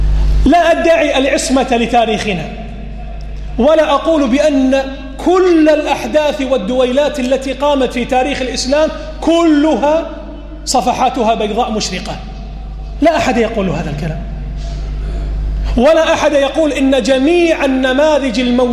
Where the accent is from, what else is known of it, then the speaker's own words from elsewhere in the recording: Kuwait; مخرجات التعليم عندنا في الكويت سيئة